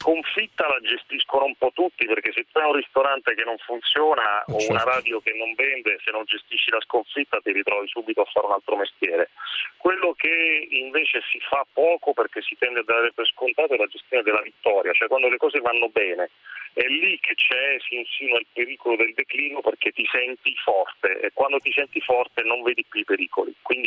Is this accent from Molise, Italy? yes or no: yes; Campobasso, Molise, Italy; born there; sono nato a Campobasso.